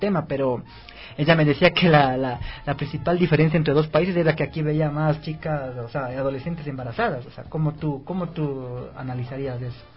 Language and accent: Spanish; Ecuador; la cultura que tenemos de como ecuatorianos, quizás.